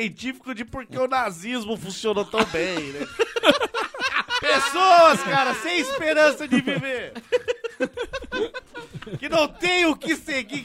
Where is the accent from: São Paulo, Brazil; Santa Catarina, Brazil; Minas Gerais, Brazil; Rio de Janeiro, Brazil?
Rio de Janeiro, Brazil; Sou de Rio das Pedras, Jacarepaguá, Rio de Janeiro, 22 anos.